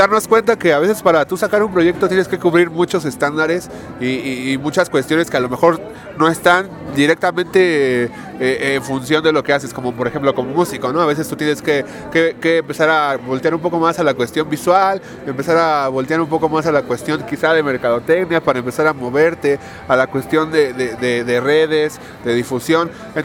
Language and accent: Spanish; Mexico; ese estándar de calidad que debemos de cubrir como mexicanos